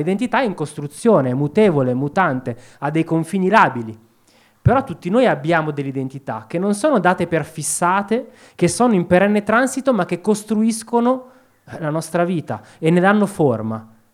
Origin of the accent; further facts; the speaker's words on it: Opera, Lombardy, Italy; io sono nato e cresciuto a Opera, un posto di merda, dove c'è soltanto il carcere, dove c'è piccola criminalità, disagio, e questa era Opera negli anni Ottanta